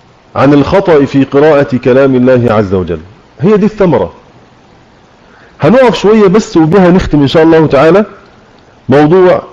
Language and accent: Arabic; Egypt; accent: Egyptian; ما خرجش لسانه في الذال على لهجتنا المصرية